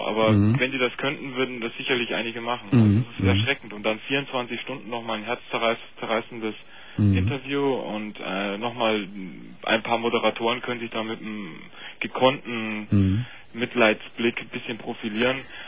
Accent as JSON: {"language": "German", "town": "Munich", "region": "Bavaria", "country": "Germany", "accent": "Bavarian", "said": "Ich bin Münchner, aber habe auch ein bisschen Sprachwissenschaften studiert und deswegen hört man vielleicht auch den bayerischen Akzent."}